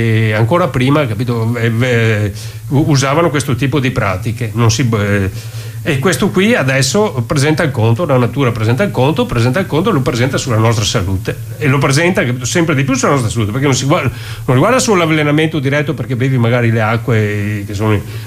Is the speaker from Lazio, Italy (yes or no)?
no; Veneto, Italy; Noi siamo del Veneto.